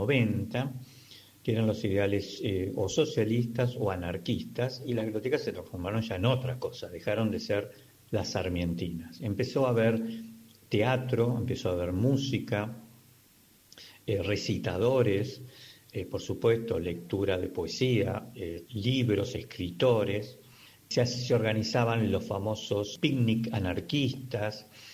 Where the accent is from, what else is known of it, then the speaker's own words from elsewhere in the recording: Buenos Aires, Argentina; born there; Yo nací casi en bibliotecas en Buenos Aires.